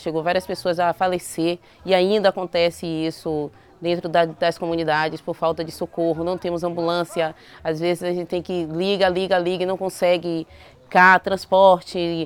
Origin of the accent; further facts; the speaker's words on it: Bahia, Brazil; sou daqui da comunidade do Caonge, sou professora aqui da minha comunidade.